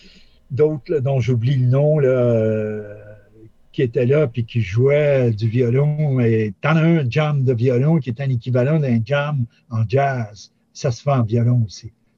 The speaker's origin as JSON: {"language": "French", "town": "Laval", "region": "Quebec", "country": "Canada", "said": "puisque je viens de Sainte-Rose-de-Laval."}